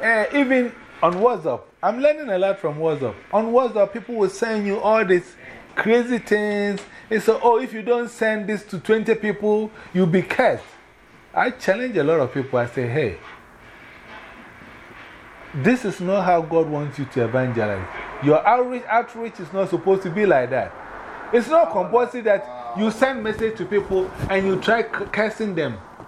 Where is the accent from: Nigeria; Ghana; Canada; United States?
Ghana; Mankessim, Central Region; I was one of the members in Mankisim, my hometown, when they started the Anglican church.